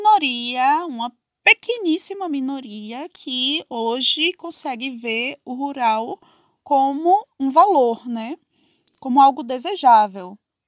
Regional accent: Salvador, Bahia, Brazil; acabei saindo do Brasil, morava em Salvador, né, aqui. Sou de Salvador, morava em Salvador e saí de Salvador e fui para metrópoles aí do mundo.

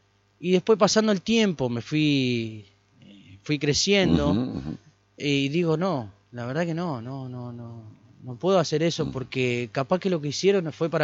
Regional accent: San José de Feliciano, Entre Ríos, Argentina; Yo soy de San José Feliciano, me crié allá.

